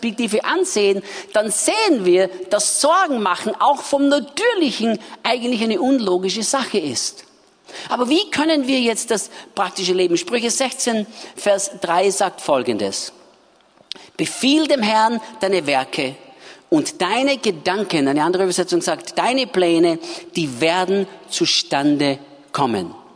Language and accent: German; Austria; Bei uns in Österreich sagt man das so.